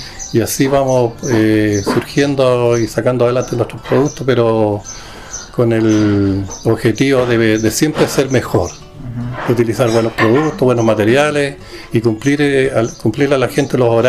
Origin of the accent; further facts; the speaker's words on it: Temuco, Araucanía, Chile; yo me vine de Temuco con la intención de colocar una mueblería acá